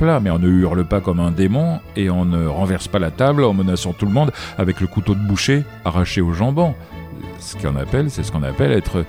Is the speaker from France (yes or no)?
yes; France; On est français, on aime notre pays et notre culture.